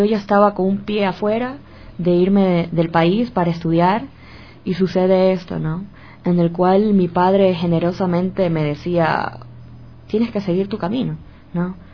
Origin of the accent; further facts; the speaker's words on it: Guayaquil, Guayas, Ecuador; born there; yo nací en Guayaquil en 1985. … … los dos son de Guayaquil.